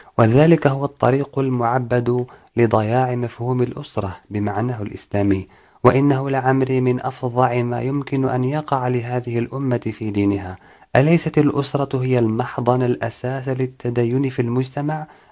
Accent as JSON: {"language": "Arabic", "country": "Morocco", "said": "يكفي أن نشير إلى ما نملك كمغاربة توجيهه لو حسنت النيات، ألا وهو الإعلام الوطني"}